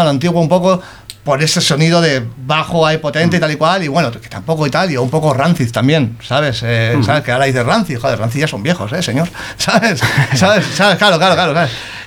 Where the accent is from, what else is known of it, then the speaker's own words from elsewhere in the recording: Bilbao, Basque Country, Spain; yo me criaba en la grada de San Mamés y soy de San Ignacio